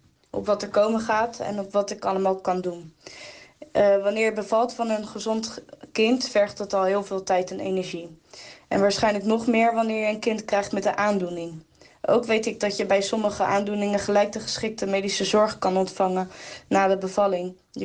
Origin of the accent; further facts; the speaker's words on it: Rotterdam, South Holland, Netherlands; ik kom uit Rotterdam.